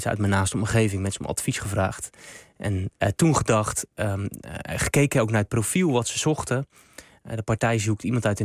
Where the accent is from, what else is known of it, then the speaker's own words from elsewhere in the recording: Rotterdam, South Holland, Netherlands; ik heb vroeger in mijn jeugd in Rotterdam-Zuid wel heel veel gevoetbald met alle jongens in de jeugd.